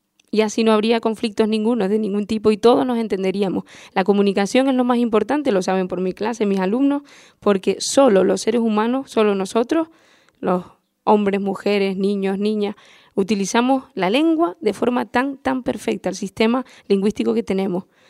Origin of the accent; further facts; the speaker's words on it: Arrecife, Canary Islands, Spain; born there; Yo nací en Arrecife, aquí en Lanzarote, y estudié en el Agustín Espinosa, también en Arrecife, estudié en La Laguna, en Madrid, y llevo pues en la isla dando clase desde hace pues 8, 7 años